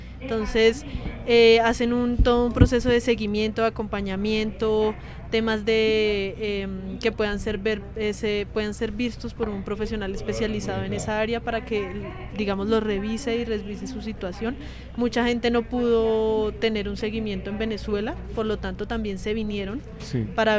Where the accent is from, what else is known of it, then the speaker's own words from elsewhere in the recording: Colombia; ni siquiera yo había viviendo, siendo colombiana, había escuchado el tema de pagadiarios